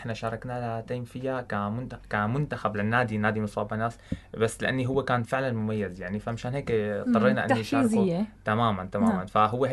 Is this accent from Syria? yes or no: yes; Syria; نحن عندنا بسوريا المستوى الفني للذكور اعلى من المستوى الفني للبنات